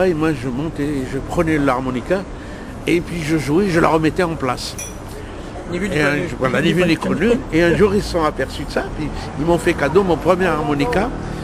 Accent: Algiers, Algiers Province, Algeria; born there; Moi, je suis né à Alger

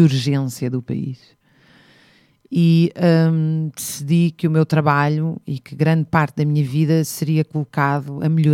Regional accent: Zambujeira do Mar, Beja, Portugal; na Zambujeira do Mar, onde eu cresci em parte, sempre no verão.

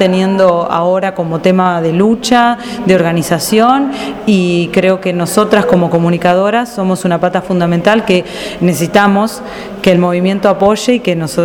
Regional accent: Mar del Plata, Buenos Aires Province, Argentina; comunicadora feminista, soy de Mar del Plata, parte de la fundación de FM de la Azotea, radio comunitaria de acá de la ciudad.

